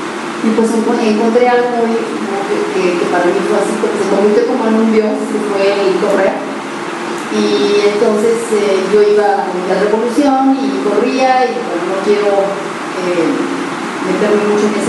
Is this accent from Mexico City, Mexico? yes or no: yes; Mexico City, Mexico; born there; now in Guadalajara, Mexico; Bueno, pues sí, yo nací en el DF y yo me vine aquí a vivir a Guadalajara después de una situación familiar muy, muy, muy particular que me obligó a salirme del DF